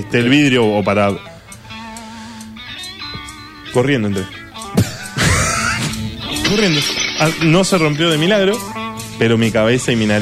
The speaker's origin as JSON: {"language": "Spanish", "region": "Buenos Aires Province", "country": "Argentina", "said": "Dicen que los porteños somos. Sí. Ah, somos. Nosotros somos de Gran Buenos Aires."}